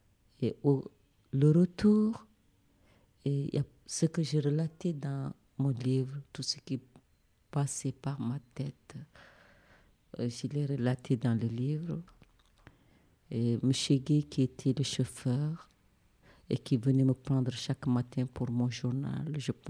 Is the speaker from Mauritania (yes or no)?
yes; Mauritania; Quoi qu'il puisse arriver, je suis une Mauritanienne, je devais rester jusqu'au le jour qu'on me dira que je ne suis plus Mauritanienne.